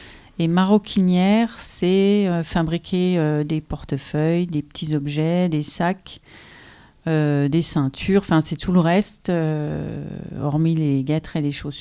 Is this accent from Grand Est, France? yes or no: yes; Remiremont, Grand Est, France; born there; je suis née à Remiremont. J'ai un atelier artisanal qui se trouve à Basse-sur-le-Rue, puisqu'aujourd'hui j'habite Basse-sur-le-Rue. Ça se trouve entre Vanier et la Bresse.